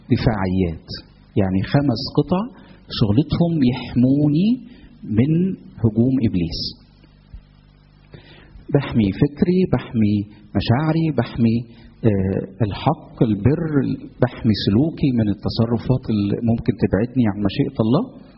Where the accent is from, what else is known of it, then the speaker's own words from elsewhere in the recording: Egypt; انا مصري، يعني انا الدنيا عندي هاديه، ما فيش حاجه، يعني في مصر ما فيش مشاكل.